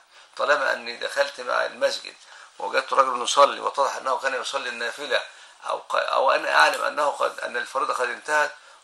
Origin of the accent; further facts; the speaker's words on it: Egypt; وهذا معروف عندنا في مصر